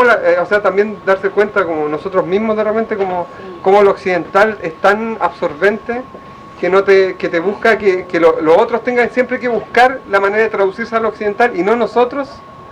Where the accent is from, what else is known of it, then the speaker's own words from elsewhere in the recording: Chile; ustedes los chilenos, o nosotros los chilenos, yo soy chileno